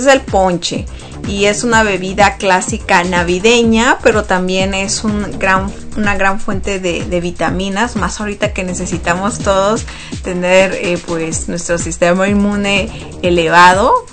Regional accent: Sonora, Mexico; yo soy del norte de México y nosotros no acostumbramos el ponche.

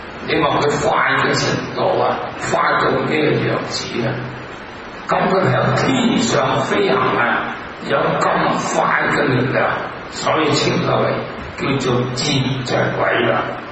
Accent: Hong Kong; 老香港的人都知道我都是香港人，我們經過日本人打香港那種的災難。

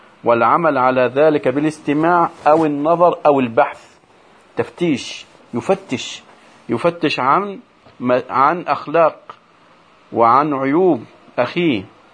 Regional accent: Egypt; وما يحدث عندنا في مصر إلا من جراء انتشار هذا الخلق السيء

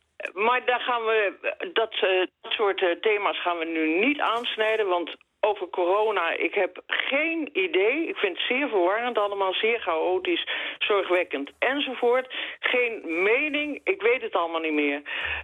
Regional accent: Netherlands; now in Belgium; Ik ben een Nederlander, ik woon hier heel graag.

